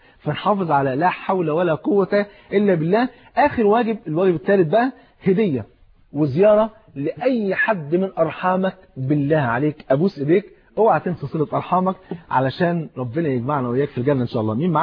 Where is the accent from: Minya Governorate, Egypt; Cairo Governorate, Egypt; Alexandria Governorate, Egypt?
Cairo Governorate, Egypt; Cairo; هو فاتح محل كبير في إحدى المولات الكبيرة عندنا في القاهرة